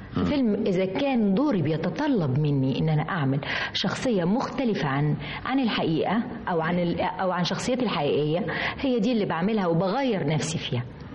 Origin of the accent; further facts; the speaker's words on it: Egypt; أنا برضو بمشي في الشارع ساعات الناس ما تفتكرينش إن أنا مصرية، لكن أنا مصرية.